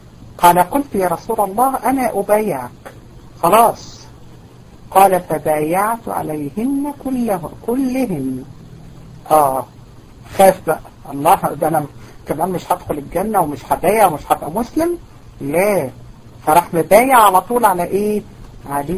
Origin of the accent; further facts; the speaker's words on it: Egypt; واحنا كمان كمصريين متفائلين جدا ومتربيين على التفاؤل